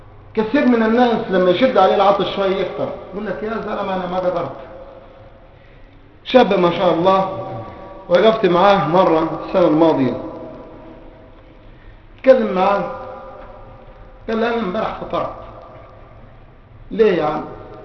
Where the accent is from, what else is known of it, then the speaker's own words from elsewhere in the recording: Egypt; عندنا في مصر يقول لك صام وفطر على بصرة